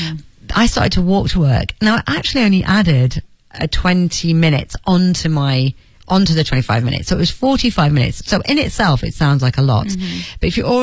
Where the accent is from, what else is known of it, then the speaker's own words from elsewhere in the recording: Leeds, Yorkshire and the Humber, United Kingdom; now in London, United Kingdom; which would have been all right in my hometown in Leeds. I'd have been okay. But in London, it basically was my rent and my bills.